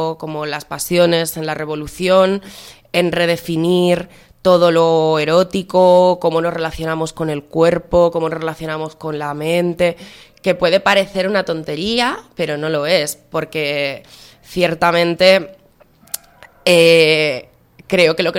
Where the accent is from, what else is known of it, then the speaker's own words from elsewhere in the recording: Aragon, Spain; soy de Aragón y me interesa muchísimo la experiencia del Consejo de Aragón